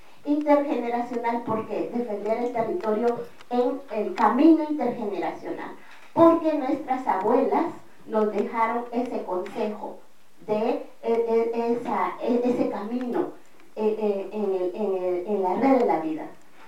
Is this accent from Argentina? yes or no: no; Guatemala; yo vengo de Guatemala, que es el territorio que estamos defendiendo